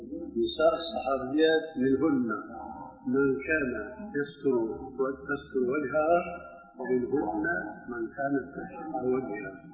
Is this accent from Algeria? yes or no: no; Syria; عندنا في الشام